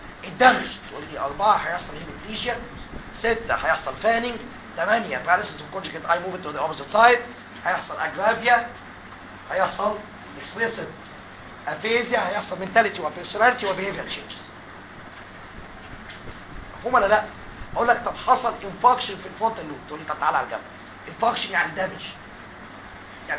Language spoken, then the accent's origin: Arabic; Egypt; عندنا في مصر ايه اللي بيحصل؟